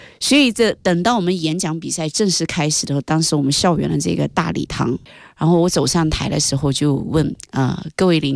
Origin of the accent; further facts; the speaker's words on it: Guangdong, China; moved away as an adult; now in Beijing, China; 我那时候从广东来到了北京嘛，要做北漂一族，所以我因为我在南方上的大学，然后自己从小也成长在南方，所以来到北京的时候其实是人生地不熟的。